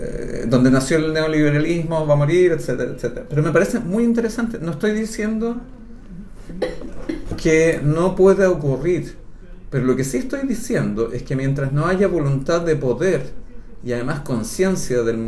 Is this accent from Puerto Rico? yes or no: no; Chile; Acuérdense que nosotros estamos en el país que sueña Milei. Sí, nosotros no somos Argentina. No tenemos los derechos sociales que tienen ellos. No los hemos tenido nunca.